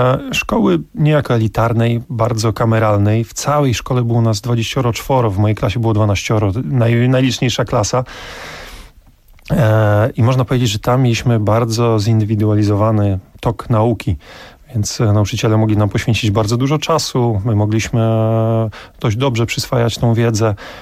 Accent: Olsztyn, Warmian-Masurian Voivodeship, Poland; Ja pochodzę z Olsztyna, więc miasto o bardzo bogatych tradycjach siatkarskich.

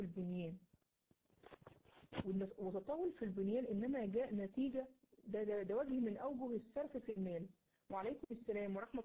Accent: Egypt; اللي بيسمعه عندنا في مصر هنا

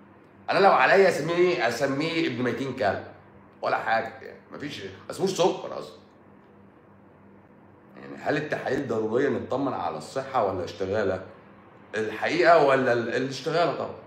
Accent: Egypt; احنا مصريين بقى حرف السين بيبقى تقيل، بقى تقيل على لساننا

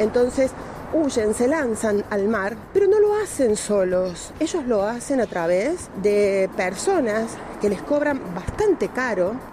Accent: Argentina; pero como argentino cuesta mucho devolver ese favor

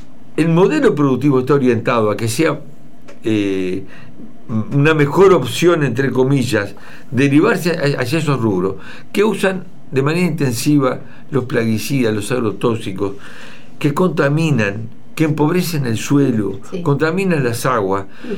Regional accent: Flores, Uruguay; yo soy de Flores y le pregunto, ¿y quién me contaminó a mí el arroyo Sarandí?

